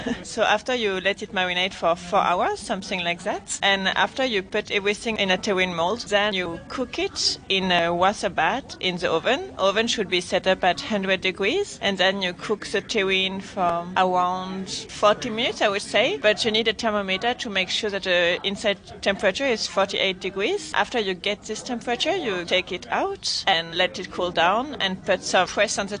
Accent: Toulouse, Occitania, France; I'm from Toulouse, so this city is very famous for everything about the duck, and of course duck foie gras.

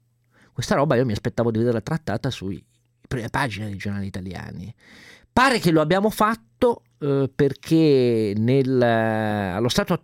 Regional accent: Piedmont, Italy; San Secondo di Asti, che in quanto piemontese mi...

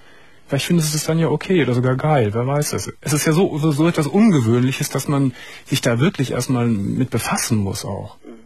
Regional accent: Gummersbach, North Rhine-Westphalia, Germany; Ich sage von hier aus schöne Grüße in meine alte Heimatstadt Gummersbach.

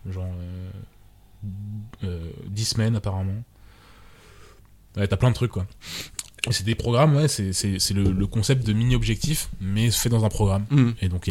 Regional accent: Martinique, France; moi, je suis des Antilles à la base. Et tous les étés, on allait, enfin, pas tous les étés, mais tous les 3 ans, on passait 2 mois en Martinique.

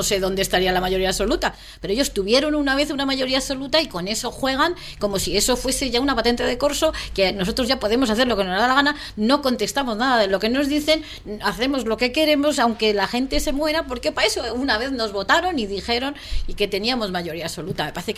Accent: Spain; casi que no sepan que soy española

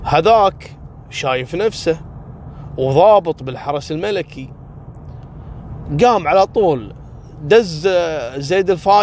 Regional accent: Kuwait; حصل عندنا في الكويت

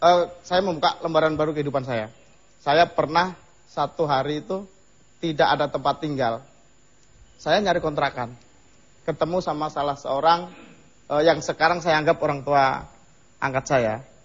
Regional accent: Java, Indonesia; Karena prinsip saya ini perantau. Saya dari Jawa sana.

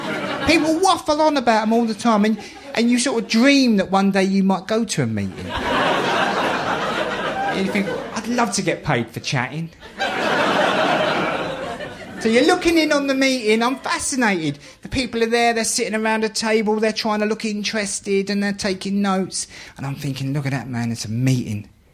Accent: London, United Kingdom; And I'd always sort of blame that on my background, growing up in the East End, where education's not considered that important.

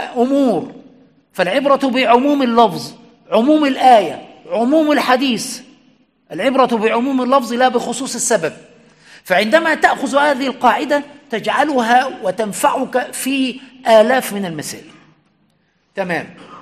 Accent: Egypt; لأن التقعيد عندنا في مصر

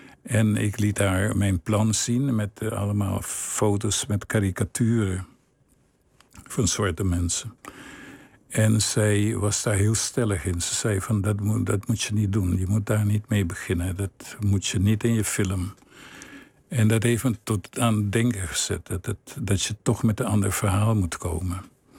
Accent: Willemstad, Curaçao; Ik vond het een hele goede jeugd. Ik groeide op in Willemstad. Dat is een fantastisch mooie stad. Oud koloniale stad.

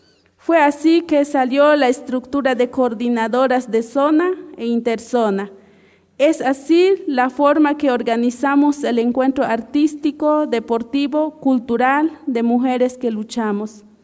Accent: Chiapas, Mexico; first language Chol; Spanish is a second language; soy del Caracol Quinto de Roberto Barrio, mi lengua es chol.

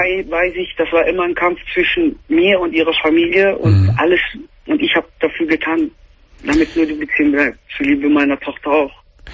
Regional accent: Philippines; German is a second language; Ich komme aus den Philippinen.

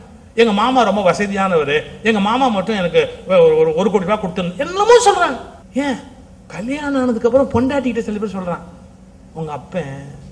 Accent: India; நானும் இந்தியன் தானே

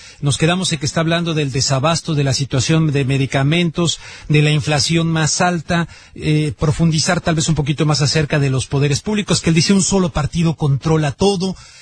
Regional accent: Mexico; Yo como mexicano, pues vengo gran parte de mi vida, crecí en un México donde estábamos gobernado por un partido único

